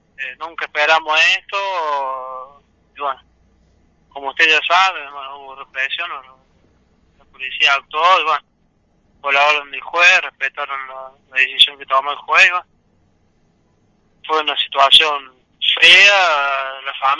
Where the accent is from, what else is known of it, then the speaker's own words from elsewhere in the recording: Villa Mercedes, San Luis, Argentina; como ciudadano de Villa Mercedes, porque nací acá en Villa Mercedes y soy de provincia de Salvita